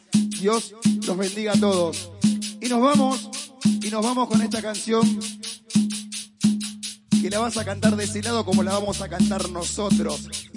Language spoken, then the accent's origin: Spanish; Argentina; tanta alegría que nos diste a los argentinos